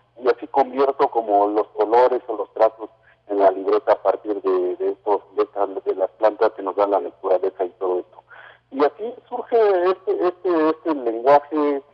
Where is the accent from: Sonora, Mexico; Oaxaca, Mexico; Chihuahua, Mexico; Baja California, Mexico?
Oaxaca, Mexico; first language Mazatec; Spanish is a second language; les acabo de saludar en mi lengua materna, que es el mazateco del estado de Oaxaca.